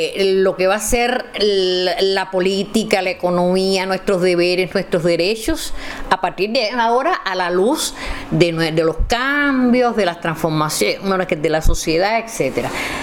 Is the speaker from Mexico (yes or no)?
no; Cuba; Pero en mi país, mi Cuba, este que yo he visto con este terruño que he visto con tanta justicia, con tanto valor, con tanta fortaleza